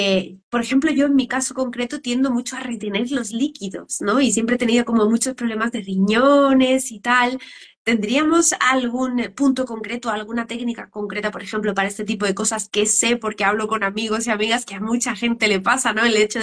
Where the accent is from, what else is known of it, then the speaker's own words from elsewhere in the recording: Seville, Andalusia, Spain; Yo de Andalucía, soy de Sevilla.